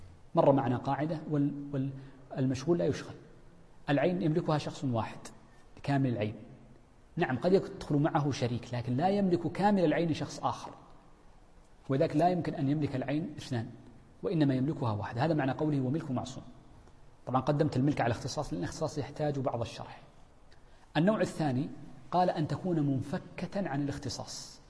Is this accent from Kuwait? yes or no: no; Hejaz, Saudi Arabia; والتين عندنا في الحجاز مثلا، في الطائف التين في ينبت